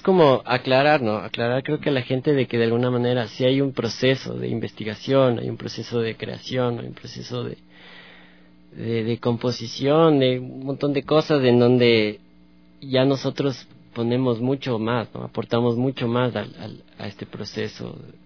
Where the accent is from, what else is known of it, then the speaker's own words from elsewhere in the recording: Tulcán, Carchi, Ecuador; Yo vengo de Tulcán, de la provincia del Carchi, entonces vengo de otros aires, de otra información, claro.